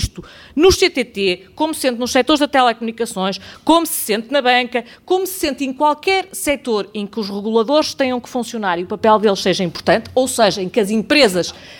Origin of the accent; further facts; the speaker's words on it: Porto, Norte, Portugal; nós que somos do Porto, olhamos para ali